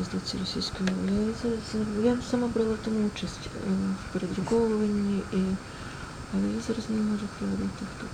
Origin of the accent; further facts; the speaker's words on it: Luhansk Oblast, Ukraine; в нас на Луганщині, я з Луганщини